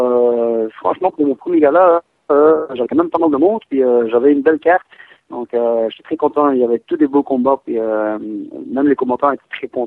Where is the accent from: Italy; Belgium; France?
Belgium; now in Quebec, Canada; Oui, je suis belge.